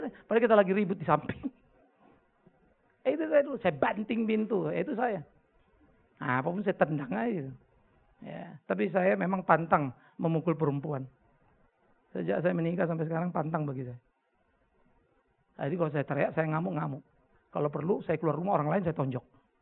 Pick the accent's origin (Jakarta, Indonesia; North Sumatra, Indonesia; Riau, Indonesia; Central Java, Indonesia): North Sumatra, Indonesia; Pematangsiantar; Saya besar di Siantar.